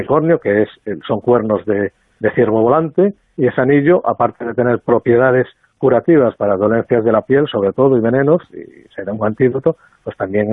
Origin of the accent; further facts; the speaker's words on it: Vigo, Galicia, Spain; born there; Sí. Sí, nací en Vigo. Bueno, vivo en Pontevedra también